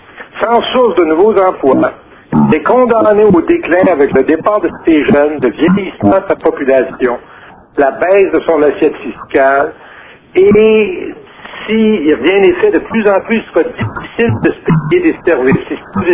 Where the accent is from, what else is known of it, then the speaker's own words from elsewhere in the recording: Quebec, Canada; Et parce que je venais d'Abitibi, en passant